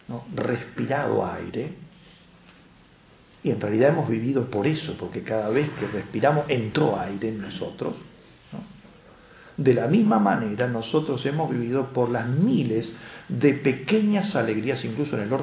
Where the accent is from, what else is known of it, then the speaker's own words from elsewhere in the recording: Syria; moved away; Una de las sorpresas más grandes que me llevaba cuando salí de Siria es levantarme a la mañana, levantar la perillita y se prendía la luz. En Siria no teníamos luz, vivíamos en un sótano.